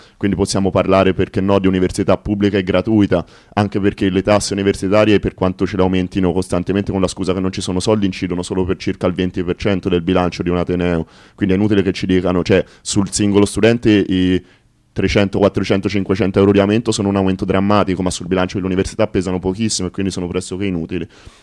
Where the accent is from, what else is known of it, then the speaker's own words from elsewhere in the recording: Pisa, Tuscany, Italy; sono contento di questa notizia da Pisa, che non sapevo, che essendo la mia terra d'origine